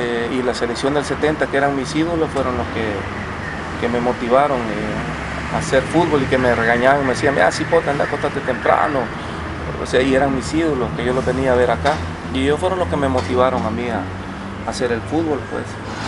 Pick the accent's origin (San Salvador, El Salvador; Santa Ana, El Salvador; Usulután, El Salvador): San Salvador, El Salvador; Soyapango; born there; Nací el 17 de enero de 1959. Nací en San Salvador, en la ciudad de Suyapango.